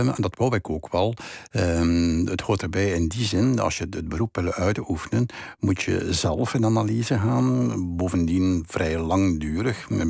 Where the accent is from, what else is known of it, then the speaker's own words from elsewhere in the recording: Flanders, Belgium; de plaats waar ik opgegroeid ben. De plaats, dat is West-Vlaanderen, dat is een vrij streng gebied. Mocht het niet katholiek zijn, ik zou het Calvijns noemen.